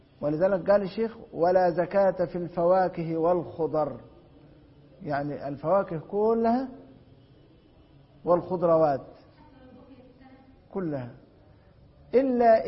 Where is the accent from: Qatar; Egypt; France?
Egypt; عندنا في مصر حب الفجل الأحمر الأبيض لا زيت له